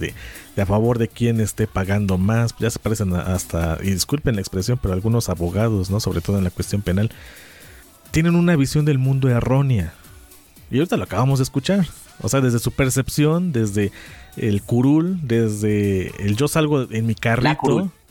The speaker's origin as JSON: {"language": "Spanish", "region": "Puebla", "country": "Mexico", "said": "No tiene ni idea lo que necesitamos como poblanos."}